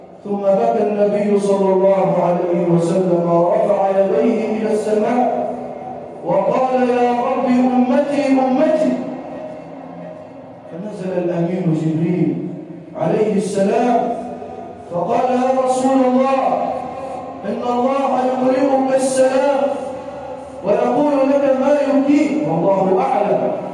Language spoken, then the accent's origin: Arabic; Egypt; واجعل بلدنا مصر راحه للامن والامان